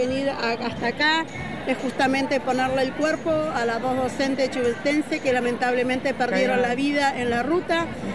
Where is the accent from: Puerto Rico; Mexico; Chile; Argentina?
Argentina; General Roca, Río Negro; soy de General Roca, Río Negro, vine con Neuquén.